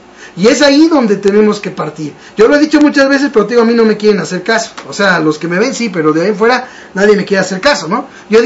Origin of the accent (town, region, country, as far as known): Mexico